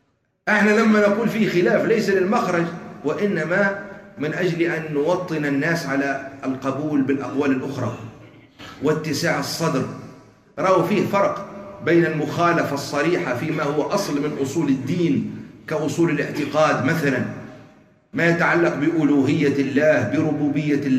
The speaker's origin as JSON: {"language": "Arabic", "country": "Algeria", "said": "المعاصر اللي كان عندنا في الجزائر"}